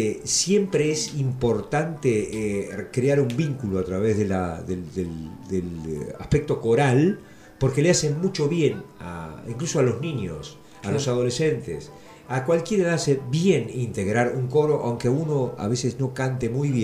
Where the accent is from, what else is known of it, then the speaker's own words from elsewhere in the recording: Mar del Plata, Buenos Aires Province, Argentina; also born or lived in Tres Arroyos; yo nací en Tres Arroyos y nos mudamos con mi familia en el 55 a Mar del Plata. Y ahí empecé mis estudios, primero en una escuela estatal y después pasé a los salesianos.